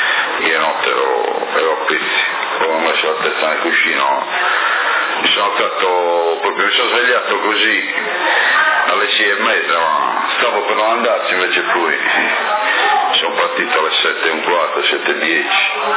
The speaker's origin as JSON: {"language": "Italian", "town": "Porto Torres", "region": "Sardinia", "country": "Italy", "said": "non sono sassarese, sono portorese io."}